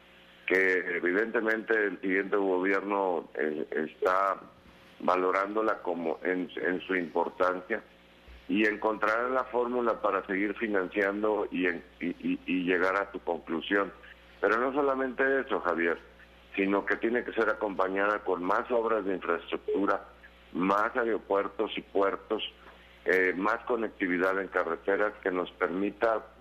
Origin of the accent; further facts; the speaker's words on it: Mexico; nosotros de responder a esa unidad como mexicanos